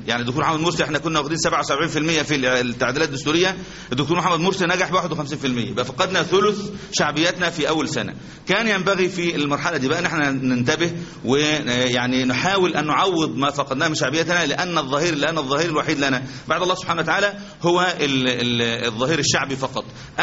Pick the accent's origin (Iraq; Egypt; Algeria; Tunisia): Algeria; إحنا عندنا في الجزائر كانوا ب90% نجاح